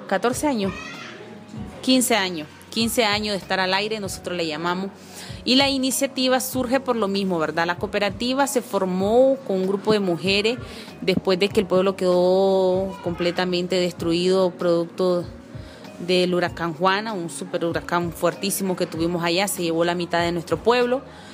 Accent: Mulucucú, North Caribbean Coast Autonomous Region, Nicaragua; como lo dije anteriormente, soy de Nicaragua y vengo de un pueblito chiquito llamado Mulucucú, que se llama Mulucucú, ¿verdad? Es un habla mayagna de nuestro pueblo.

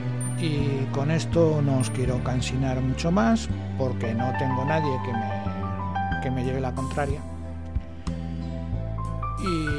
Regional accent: Castile, Spain; born there; yo nací en la Castilla, iba a decir profunda, pero no, estaba en lo alto del monte. Así que pues la Castilla, donde se habla exclusivamente castellano, y a lo largo del tiempo he tenido que ir aprendiendo otros idiomas

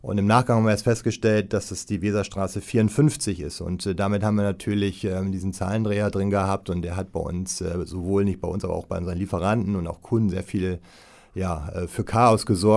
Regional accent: Wilhelmshaven, Lower Saxony, Germany; born there; weil ich erstmal gebürtiger Wilhelmshavener bin.

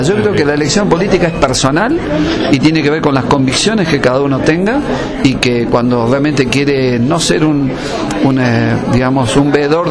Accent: Argentina; creo de que como ciudadano argentino, ¿no?, opino de que debemos todos apoyar

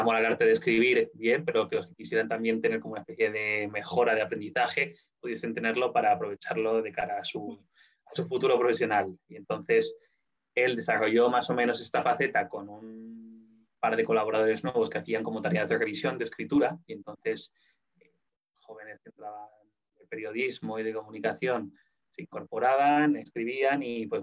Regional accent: Zaragoza, Aragon, Spain; yo soy de Zaragoza, con la emisora local de la serie Zaragoza, con Radio Zaragoza.

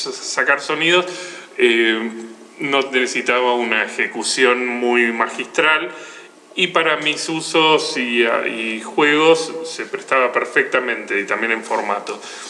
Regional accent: Buenos Aires, Argentina; soy oriundo de CABA, Capital Federal, la provincia de Buenos Aires.

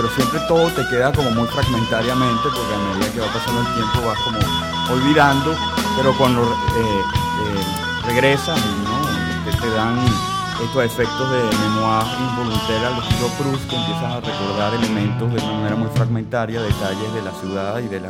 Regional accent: Caracas, Capital District, Venezuela; Soy de Caracas.

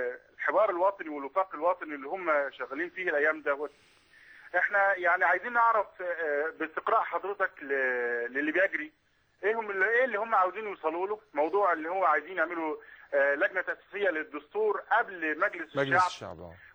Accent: Cairo, Cairo Governorate, Egypt; انا من القاهره يا فندم.

